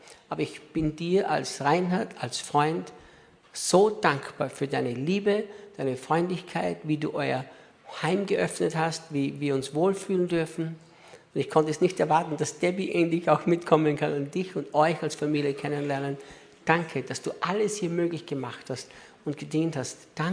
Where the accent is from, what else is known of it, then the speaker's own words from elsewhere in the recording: Austria; now in Brazil; Ich bin ja Brasilianer, nicht Österreicher mehr.